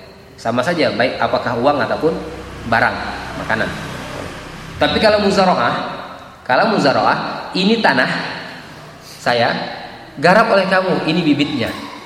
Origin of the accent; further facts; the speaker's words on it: Java, Indonesia; Saya orang Jawa, asli orang Jawa.